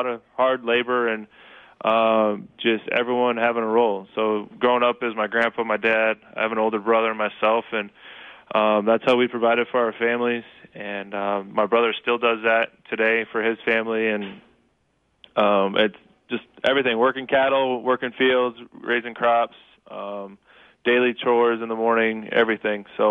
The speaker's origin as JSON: {"language": "English", "region": "Kansas", "country": "United States", "tie": "born or raised there", "said": "Yeah, so I grew up in Kansas on a farm, and it was a lot of hard work."}